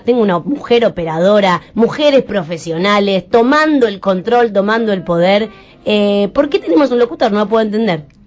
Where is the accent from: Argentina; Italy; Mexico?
Argentina; Buenos Aires; yo soy la clásica porteña, ¿verdad?